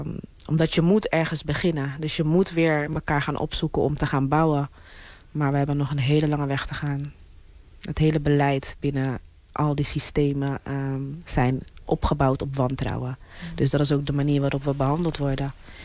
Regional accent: Rotterdam, South Holland, Netherlands; ik kom uit een welgesteld gezin. Ik ben opgegroeid in Rotterdam. Hilgersberg is eigenlijk de Oud-Zuid van Rotterdam. Mijn vader had horecazaken, mijn moeder is maatschappelijk werker.

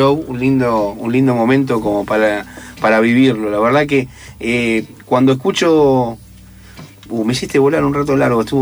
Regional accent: La Plata, Buenos Aires Province, Argentina; somos de La Plata

